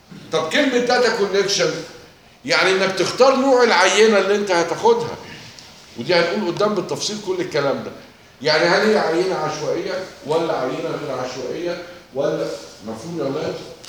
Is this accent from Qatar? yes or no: no; Egypt; في مثل بلدي يا اولاد بيقول لك ايه عندنا في مصر؟